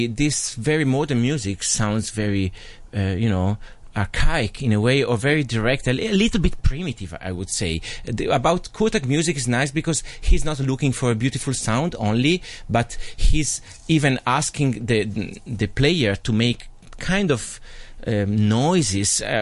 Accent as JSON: {"language": "English", "town": "Cremona", "region": "Lombardy", "country": "Italy", "said": "because just you mentioned that I come from Cremona"}